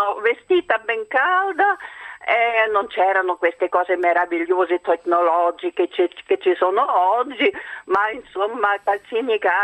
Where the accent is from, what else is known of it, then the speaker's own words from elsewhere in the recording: Bavaria, Germany; io sono cresciuta in Baviera, nelle montagne, ai tempi di guerra e post-guerra.